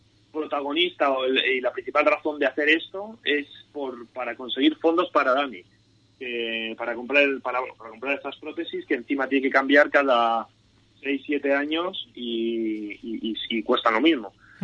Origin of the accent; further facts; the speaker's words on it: Madrid, Community of Madrid, Spain; yo, bueno, pues a que soy de Madrid